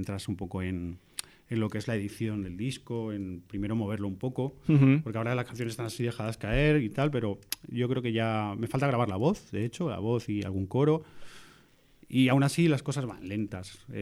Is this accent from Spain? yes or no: yes; Picanya, Valencian Community, Spain; quise que fuese en mi pueblo, en Picaña